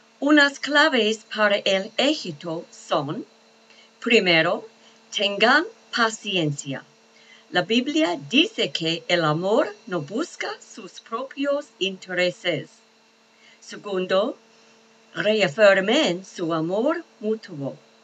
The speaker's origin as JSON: {"language": "Spanish", "country": "Australia", "second_language": "Spanish", "said": "de Australia. Mi nivel en español es el principiante."}